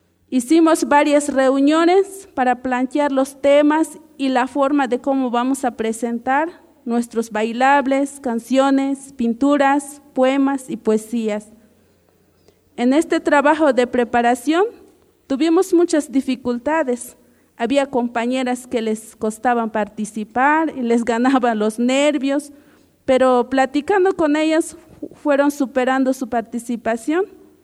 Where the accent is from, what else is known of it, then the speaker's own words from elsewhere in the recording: Chiapas, Mexico; first language Chol; Spanish is a second language; soy del Caracol Quinto de Roberto Barrio, mi lengua es chol.